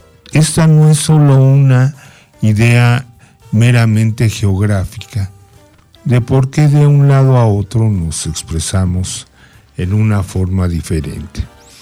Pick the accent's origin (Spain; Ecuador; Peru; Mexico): Mexico; nuestra forma de expresarnos como mexicanos